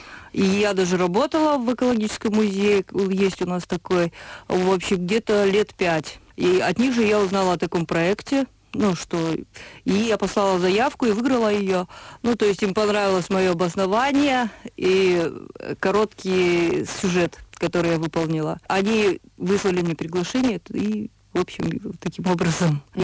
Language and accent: Russian; Karaganda, Karaganda Region, Kazakhstan; now in Germany; Училась я в Караганде. Ну, вообще, я как бы из Караганды. Это мой родной город.